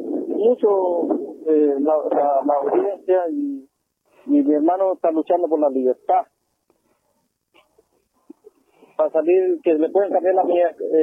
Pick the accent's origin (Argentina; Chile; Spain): Chile; Araucanía; sabiendo que nosotros somos de Cato